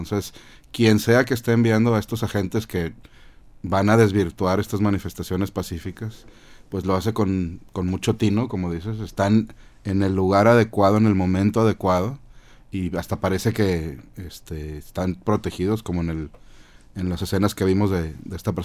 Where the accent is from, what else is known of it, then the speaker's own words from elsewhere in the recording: Mexico; La nación somos los mexicanos.